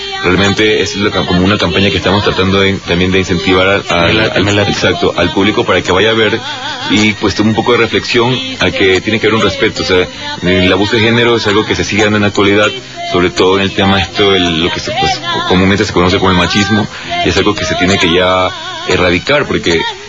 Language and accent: Spanish; Ecuador; moved away as an adult; now in Mexico; Yo soy ecuatoriano, tengo poco tiempo aquí en México. Yo ya vengo pues con 9 años de carrera actoral allí en mi país.